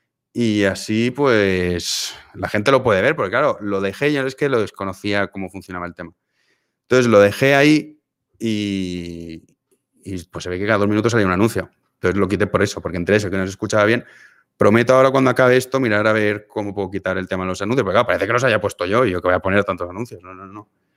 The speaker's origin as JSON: {"language": "Spanish", "town": "Valencia", "region": "Valencian Community", "country": "Spain", "said": "En mi caso, claro, porque soy de Valencia. Y ya está, no hablo más idiomas. Bueno, pero empecé a aprender un poco de chino."}